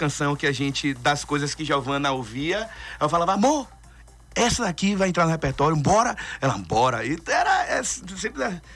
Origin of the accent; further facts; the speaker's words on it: Salvador, Bahia, Brazil; minha família é de Jequié, minha parte do meu pai é de Livramento. Então, assim, mas como eu nasci em Salvador e me formei, a minha formação musical foi lá, então eu tive muito forte a coisa do afro-baiano.